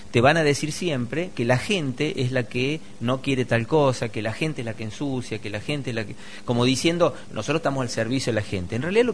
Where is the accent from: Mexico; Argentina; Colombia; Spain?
Argentina; Córdoba; También soy cordobés y he vivido el rally también de chico en mi zona y todo